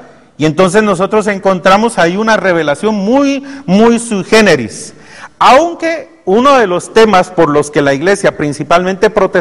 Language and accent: Spanish; Guatemala; nosotros como guatemaltecos y una parte de mexicanos y hondureños fuimos creados del maíz